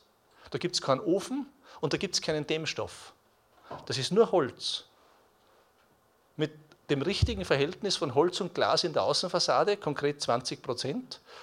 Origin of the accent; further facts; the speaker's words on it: Switzerland; Ich habe es gesagt, ich komme aus der Schweiz.